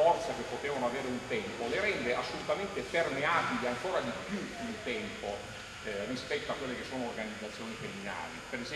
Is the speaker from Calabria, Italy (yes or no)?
yes; Calabria, Italy; Calabrese del nord della Calabria